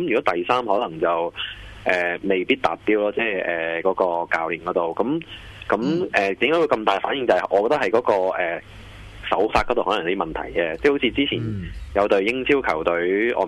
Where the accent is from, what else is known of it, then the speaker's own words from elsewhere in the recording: Hong Kong; 因為始終佢都係我哋香港人啦